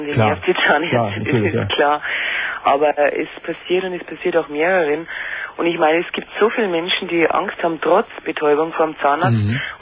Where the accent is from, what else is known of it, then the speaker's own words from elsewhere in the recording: Munich, Bavaria, Germany; Also ich komme aus München